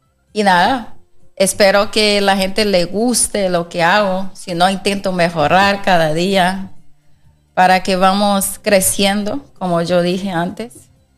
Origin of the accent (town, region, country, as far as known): Bahia, Brazil; Spanish is a second language; moved away as an adult; now in Spain